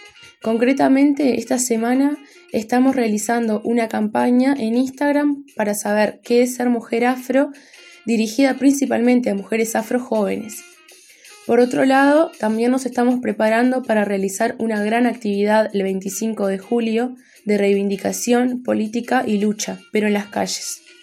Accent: Uruguay; tengo 23 años, soy de Uruguay, soy técnica en desarrollo y artesana, activista y militante del feminismo negro en los grupos Misangas e Identidad Afro

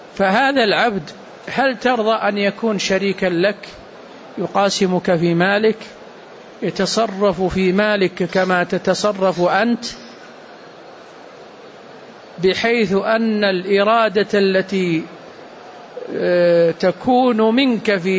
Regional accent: Saudi Arabia; عندنا في السعودية كان ملك اليمين موجود

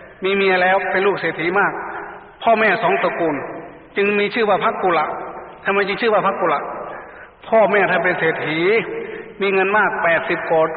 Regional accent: Isan, Thailand; ทีนี้อิทธิพลของทางภาคกลางก็มาแรงก็เลยมาครอบคลุมพวกเราแม้แต่ในงานศพไงแต่ก่อนจะไม่มีคนอีสานใส่ชุดดำๆมางานศพ

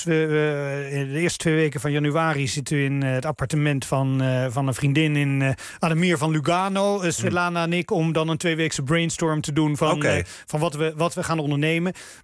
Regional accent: Netherlands; En dat is iets wat we ons als Nederlanders prima kunnen voorloven.

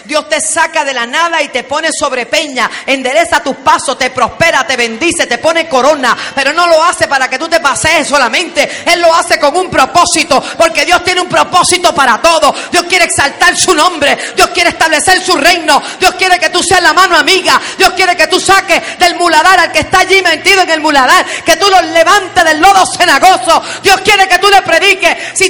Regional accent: Bayamón, Puerto Rico; also born or lived in Bronx, United States; Una niña que nació en el Bronx, New York, you know. Me crié en Bayamón Garden, en la calle 13.

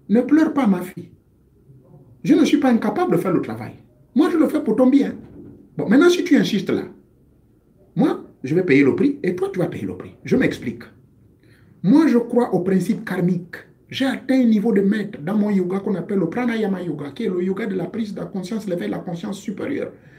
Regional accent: Lambaréné, Moyen-Ogooué, Gabon; Il existe une feuille qui existe chez moi à Lambaréné. Elle existe chez moi également du côté de mes parents maternels dans la zone de Ndougou, dans le Fer Navaz.

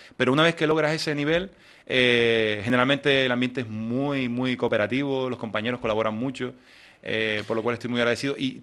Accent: Canary Islands, Spain; accent: Canarian; Las personas que trabajamos en instituciones internacionales con nuestro acento canario

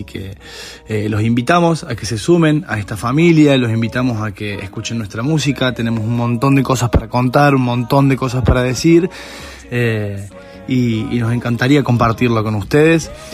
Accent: Bolivia; Somos una banda de cinco amigos, de cinco personas, de Bolivia

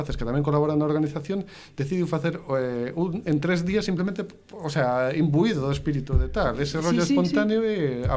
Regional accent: Ourense, Galicia, Spain; Eu son de Ourense, entón ali tiñamos as xornadas de banda deseñada en tempos

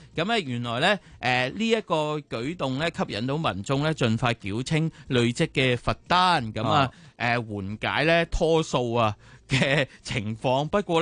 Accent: Hong Kong

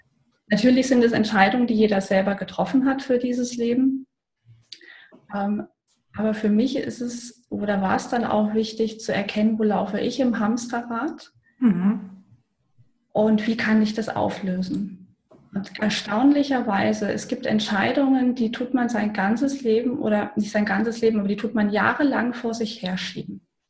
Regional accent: Germany; Ich bin in der DDR groß geworden.

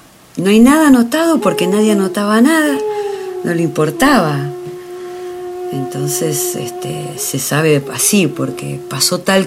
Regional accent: Comodoro Rivadavia, Chubut, Argentina; now in Bariloche, Argentina; Nací en Comodoro Rivadavia, pero soy mitad hija de allá y mitad de acá, de Bariloche. Porque toda mi familia es nacida acá, mi mamá, y bueno, pasábamos mucho tiempo acá, en Bariloche.

